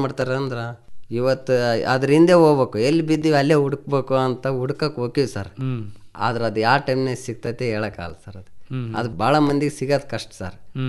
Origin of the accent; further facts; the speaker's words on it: Bachikondanahalli, Karnataka, India; ಸ್ವಂತ ಊರು ಬಾಚಿಕೊಂಡನಹಳ್ಳಿ ಸರ್.